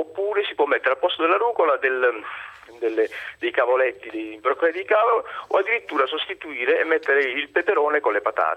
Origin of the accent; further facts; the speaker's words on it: Foggia, Apulia, Italy; io vengo dalla Puglia, dal Tavoliere delle Puglie, da Foggia.